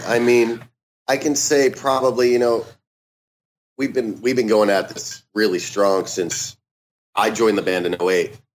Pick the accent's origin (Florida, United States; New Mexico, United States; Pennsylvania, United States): Pennsylvania, United States; Philadelphia; now in Los Angeles, United States; I am from Philadelphia.